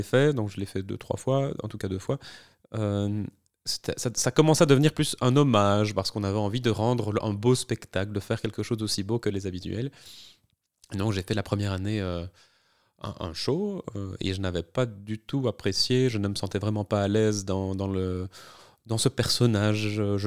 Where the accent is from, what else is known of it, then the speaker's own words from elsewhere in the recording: Liège, Wallonia, Belgium; moved away as an adult; now in Brussels, Belgium; je suis liégeois, j'ai emménagé à Bruxelles dans le cadre de mes études en 2009.